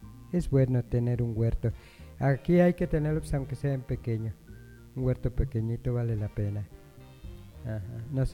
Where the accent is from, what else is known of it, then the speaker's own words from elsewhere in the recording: Jalisco, Mexico; En el estado de Jalisco, pues lo que es mi pueblo, se sembraba mucho el maíz